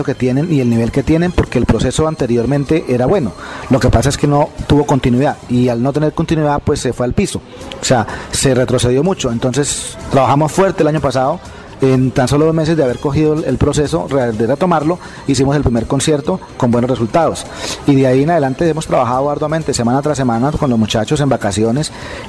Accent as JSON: {"language": "Spanish", "town": "Agua de Dios", "region": "Cundinamarca", "country": "Colombia", "tie": "born or raised there", "said": "Soy oriundo de Agua de Dios. Nací el 21 de octubre de 1968."}